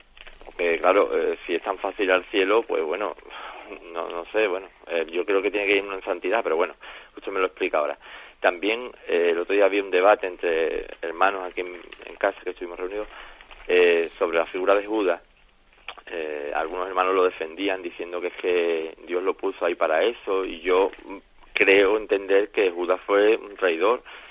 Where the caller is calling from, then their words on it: Jerez, Andalusia, Spain; de Jerez.